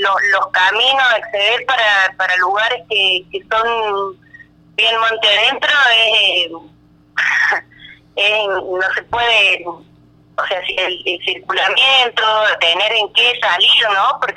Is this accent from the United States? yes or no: no; Paso Viejo, Córdoba, Argentina; Soy de Paso Viejo, ajá, de un pueblo de la localidad de Cruz del Eje, del departamento Cruz del Eje.